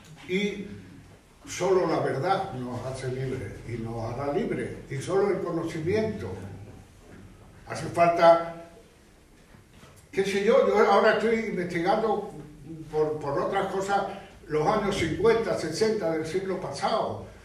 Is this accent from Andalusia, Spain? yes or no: yes; Málaga, Andalusia, Spain; me parece muy bien, yo soy malagueño.